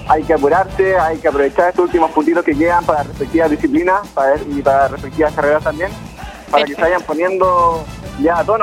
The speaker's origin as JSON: {"language": "Spanish", "country": "Chile", "said": "como todos chilenos, esperamos que le vaya muy bien"}